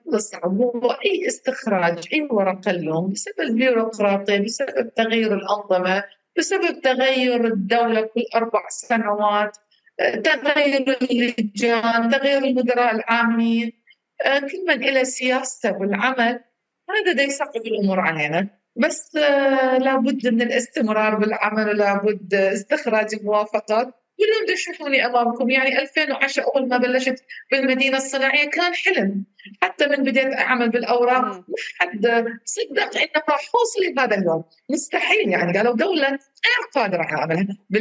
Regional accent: Iraq; يعني الوقود كلش مهم عندنا بالعراق

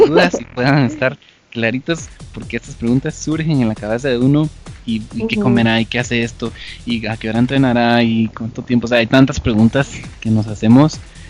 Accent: Guatemala; es un orgullo para nosotros, como chapines, como guatemaltecos

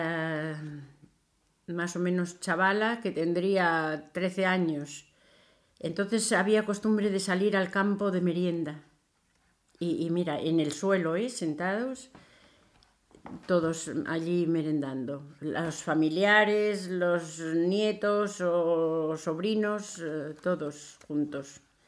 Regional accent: Barrillos, Castile and León, Spain; solo había un fotógrafo en mi pueblo que es Barrillos

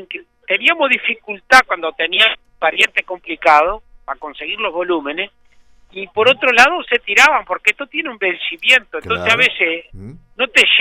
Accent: Uruguay; vamos arreglando como los uruguayos, atadito con alambre

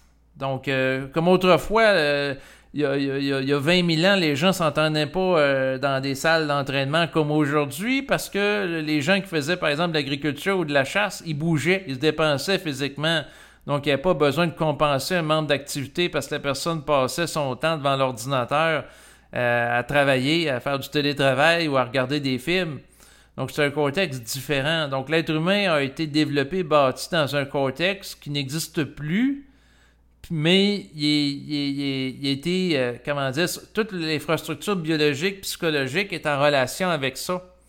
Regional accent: Quebec, Canada; born there; Moi, je suis né au Québec, qui est un lieu où la température peut être très froide l'hiver.

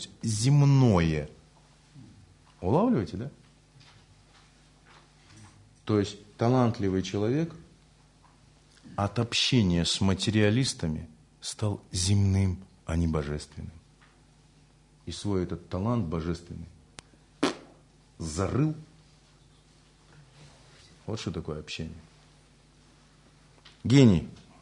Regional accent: Buryatia, Russia; Я говорю, ну, я же бурят там

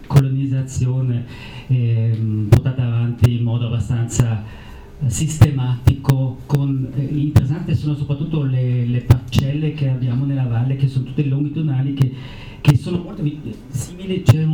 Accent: Bolzano, Trentino-Alto Adige, Italy; Io sono nato a Bolzano e ho sciacquato i miei panni nel Talvera

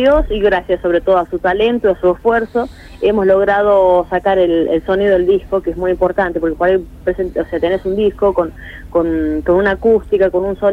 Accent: La Rioja, Argentina; now in Buenos Aires, Argentina; lo que me está gustando, apasionando en Buenos Aires, es el poder devolver de alguna manera todo lo que mi tierra, La Rioja, me ha entregado.

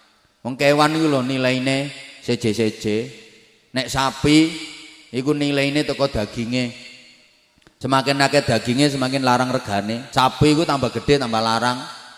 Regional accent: Bojonegoro, East Java, Indonesia; born there; Cuma kebetulan saya lahirnya di Bojonegoro. Dan saya enggak pernah pesen untuk dilahirkan di Bojonegoro.

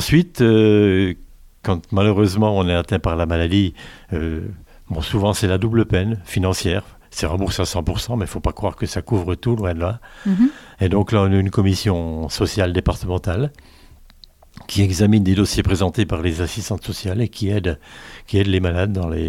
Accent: Cornimont, Grand Est, France; je viens de Cornimont.

